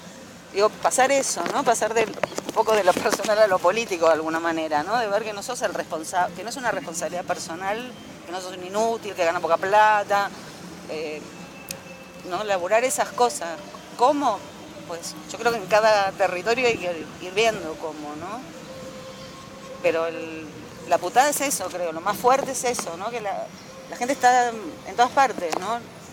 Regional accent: Spain; now in Argentina; nosotros venimos de España, donde la cosa se fue al carajo y nadie compraba nada

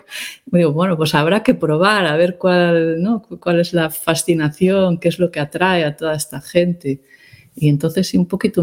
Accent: Pontevedra, Galicia, Spain; cuando era pequeña, cuando estaba creciendo tal en Pontevedra, ni veíamos peregrinos

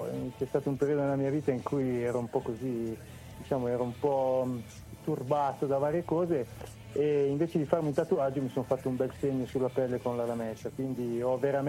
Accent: Aosta Valley, Italy; io vengo dalla realtà valdostana, sono valdostano.

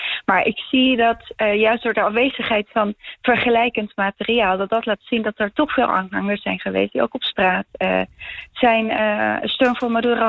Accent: Bolivia; ik kom uit Bolivia.

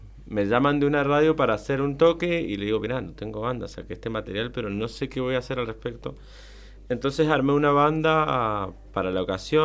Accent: Colonia Segovia, Mendoza, Argentina; Muy bien de estar acá en Bermejo, mis pagos. O sea, yo soy de Colonia Segovia.

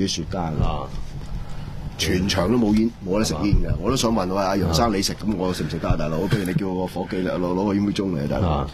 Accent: Hong Kong; 我哋香港人

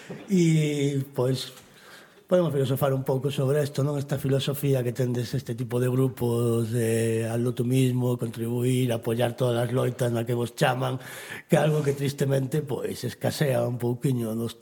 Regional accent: Galicia, Spain; o centro social referente na miña terra bergantiña

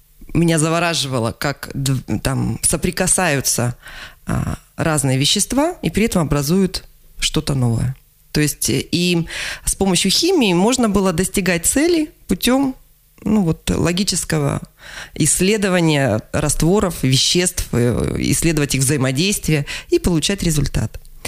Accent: Zyryanovsk, East Kazakhstan Region, Kazakhstan; moved away as an adult; also born or lived in Ust-Kamenogorsk; now in Krasnoyarsk, Russia; Я приехала из Восточного Казахстана. То есть я родилась в городе Зыряновске, училась в городе Усть-Каменогорске.

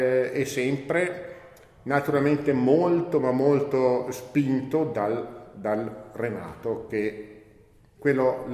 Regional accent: Besenello, Trentino-Alto Adige, Italy; born there; mi sono nato a Besanello, sono nato Ruspante, sono nato in via Scanuccia

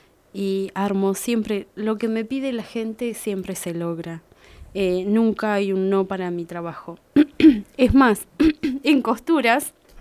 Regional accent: Uriburu, La Pampa, Argentina; now in Santa Rosa, Argentina; Soy de Uriburu, nacida, criada toda mi vida allá y de repente abrí horizontes acá en Santa Rosa, más allá de viajar y estar unos meses en otros lados. Siempre fue mi lugar Santa Rosa.

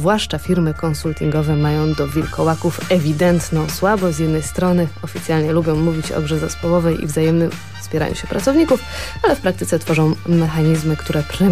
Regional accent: Lower Silesian Voivodeship, Poland; Jestem z Dolnego Śląska, więc jestem taką lokalną patriotką

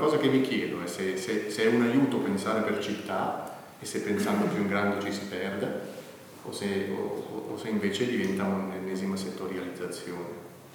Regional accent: Bellinzona, Ticino, Switzerland; mi sono reso conto che io sono di Bellinzona.

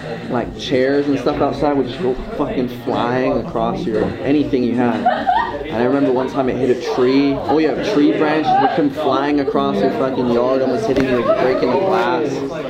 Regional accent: New York, United States; Growing up in New York as a little kid.

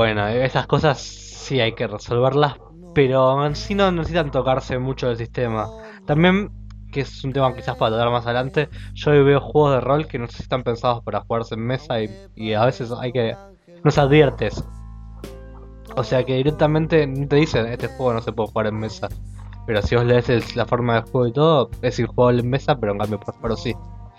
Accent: Argentina; a mí como argentino, me resultaba difícil acomodarme a los horarios de los españoles

